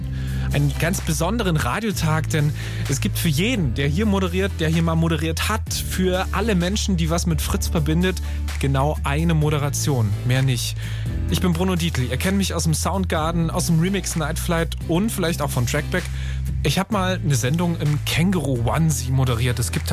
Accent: Germany; in meinem Berliner Vorort, wo ich groß geworden bin

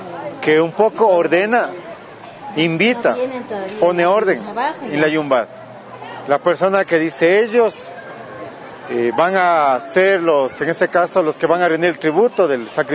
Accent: Quito, Pichincha, Ecuador; Soy nativo de la parroquia de la Magdalena. Antes se llamaba el pueblo de Machangarilla, que se cambió en 1577. Era la única población nativa alrededor del centro histórico de Quito. Todos nuestros familiares a nivel de parentesco son de Yoa.

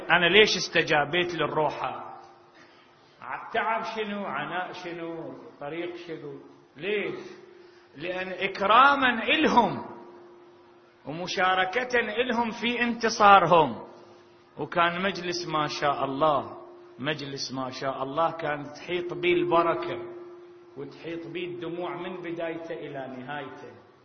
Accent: Iraq; يعني هنا إذا تمطر عندنا بالعراق من تمطر 4 ساعات 5 نبتلي على أعمارنا

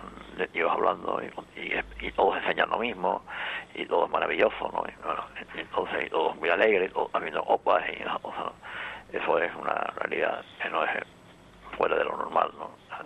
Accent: Canary Islands, Spain; Y sigo siendo español y sigo siendo canario.

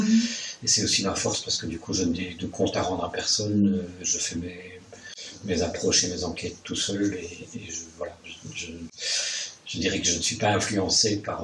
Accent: Verviers, Wallonia, Belgium; je suis originaire de Verviers, à l'opposé d'ici

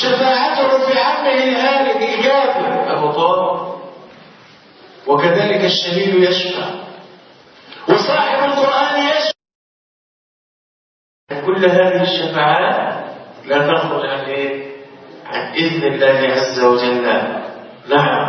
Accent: Egypt; تخيل الزلزال اللي حصل عندنا في مصر

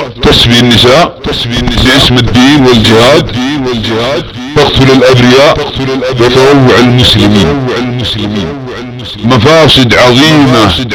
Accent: Saudi Arabia; يحب بلادنا المملكة العربية السعودية

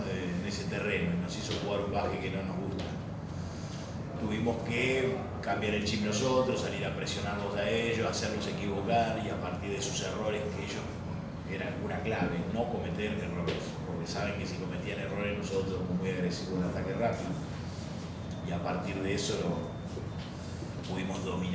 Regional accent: Argentina; viste cómo somos los argentinos.

